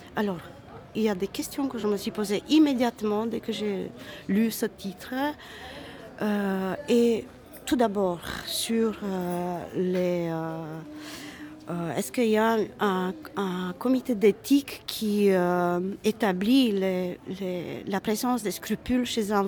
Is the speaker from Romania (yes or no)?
yes; Romania; now in Belgium; que ce soit dans la société roumaine où je suis née, j'ai grandi, ou ici en Belgique